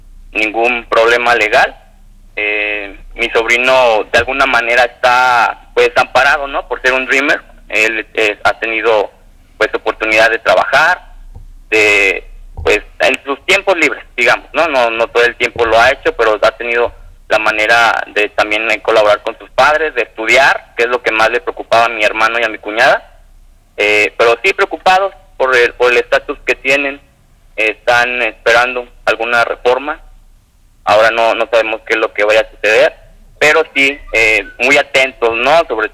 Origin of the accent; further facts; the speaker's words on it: Mexico; Hay que ver que estamos unidos como mexicanos